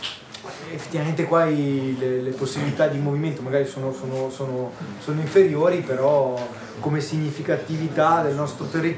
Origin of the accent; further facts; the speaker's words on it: Lombardy, Italy; io vengo dalla provincia di Varese.